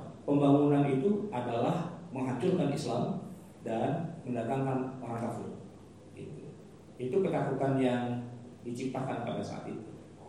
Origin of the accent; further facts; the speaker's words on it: Jakarta, Indonesia; Saya ini orang Betawi asli, kampung saya di sini Kuningan Kelurenan.